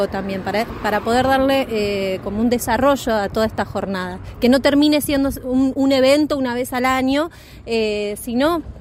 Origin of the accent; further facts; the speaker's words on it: Mayor Buratovich, Buenos Aires, Argentina; moved away as an adult; hace 10 años que vivo acá, no soy de acá, soy de Mayor Buratovich, un pueblito yendo para Bahía Blanca, de la provincia de Buenos Aires, y me vine acá porque mis hijos son rionegrinos.